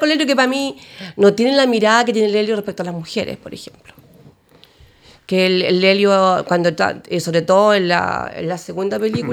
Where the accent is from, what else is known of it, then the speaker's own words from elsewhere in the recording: Chile; Un 60, porque soy chilena y porque me identifico con algunas cosas.